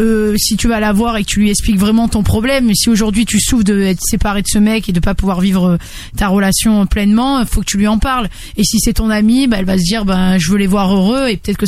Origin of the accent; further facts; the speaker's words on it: Marseille, Provence-Alpes-Côte d'Azur, France; Je sais que chez nous, à Marseille, ça se fait beaucoup.